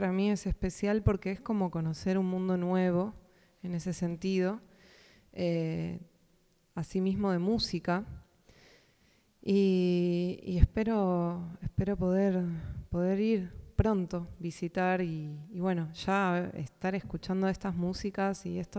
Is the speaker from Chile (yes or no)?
no; Buenos Aires, Argentina; Soy de Buenos Aires y, bueno, Uruguay es un país que siempre tuve más cerquita.